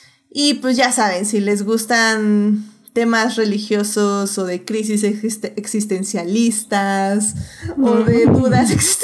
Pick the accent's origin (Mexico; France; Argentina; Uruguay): Mexico; creo que como mexicanos, como personas que vivimos en México, también siento que nos podemos relacionar mucho con ese tipo de ambiente